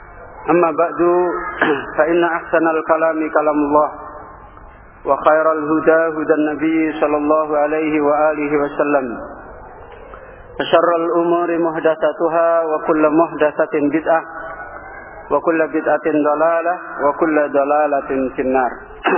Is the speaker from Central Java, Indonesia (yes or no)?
yes; Semarang, Central Java, Indonesia; kampung saya itu di Semarang. Kalau antum mungkin pernah namanya Desa Tambak Lorok. Pernah dengar mungkin. Itu di Semarang itu pusatnya preman.